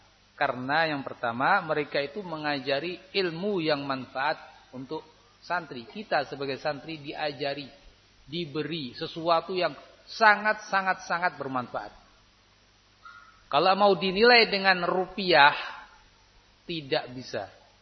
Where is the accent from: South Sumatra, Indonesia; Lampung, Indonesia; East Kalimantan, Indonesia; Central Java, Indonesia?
Central Java, Indonesia; Temanggung; Saya dari Temanggung enggak tahu kondisi sini.